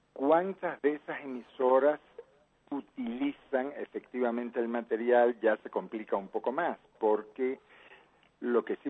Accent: Cuba; born there; also born or lived in Spain / Dominican Republic / Venezuela / Nicaragua; Yo nací en Cuba, Palmiro, pero bueno, me tocó vivir en España, en República Dominicana, en Venezuela, en Nicaragua, en Perú, etcétera

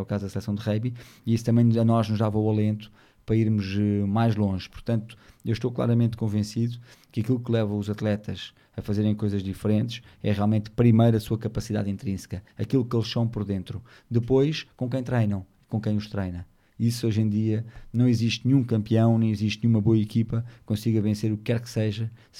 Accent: Portugal; Eu, enquanto português

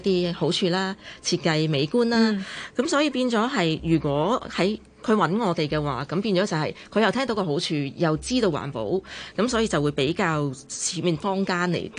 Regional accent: China; 即係我哋中國人都好講承傳。

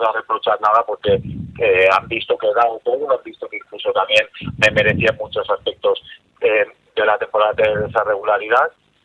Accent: Elche, Valencian Community, Spain; para mí es una pena no poder seguir en ese club, porque es un club de mi tierra

